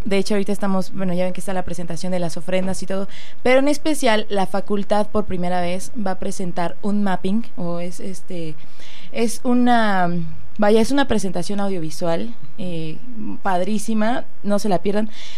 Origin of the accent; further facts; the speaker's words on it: Mexico; No, pues yo realmente yo soy mexicana, sí, mexicanísima